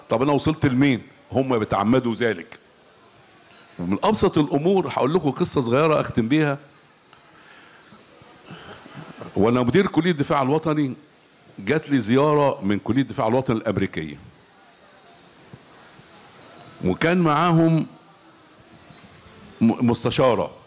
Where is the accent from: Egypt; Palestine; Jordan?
Egypt; لازم يكون عندنا المصريين ثقه كده.